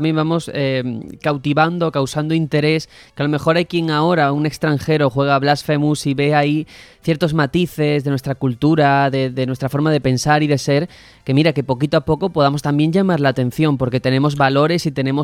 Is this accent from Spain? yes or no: yes; Spain; nosotros somos españoles